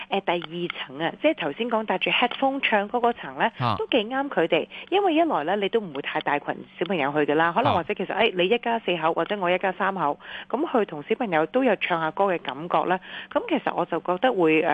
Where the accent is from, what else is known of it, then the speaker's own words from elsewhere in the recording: Hong Kong; 咁、但系都真系好迎合我哋香港人咧